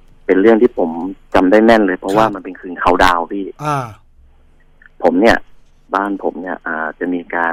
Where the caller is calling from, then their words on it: Chonburi, Thailand; ผมโทรมาจากชลบุรีครับ